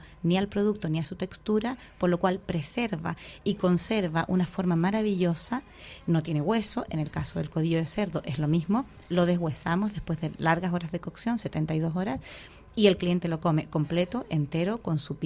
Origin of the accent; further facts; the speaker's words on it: Miami, Florida, United States; Bueno, yo soy americana de Estados Unidos, de Miami